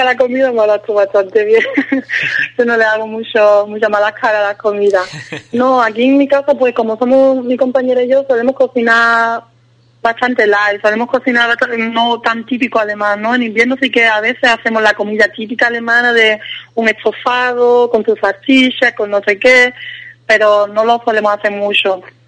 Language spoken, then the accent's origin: Spanish; Spain; now in Germany; tú como española sabes que no es lo tuyo, entonces prefieres no comerlo